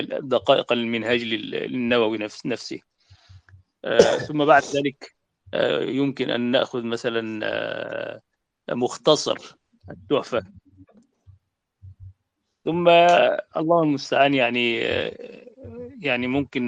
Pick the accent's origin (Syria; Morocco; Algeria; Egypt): Egypt; فهو المعتمد يعني عندنا في مصر، هو الذي عليه الفتوى